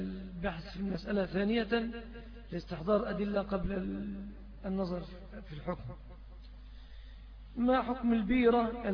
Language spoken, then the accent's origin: Arabic; Egypt; وبعض أهل البلاد العربية يأخذوها علينا كمصريين